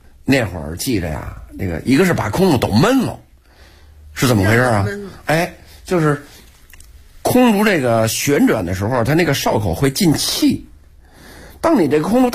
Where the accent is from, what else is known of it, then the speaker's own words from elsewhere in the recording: Beijing, China; born there; 我本人是老天桥出生的人，我爷爷呀、是老天桥非常有名的堂里、老天桥三角市场这点这个天桥茶堂里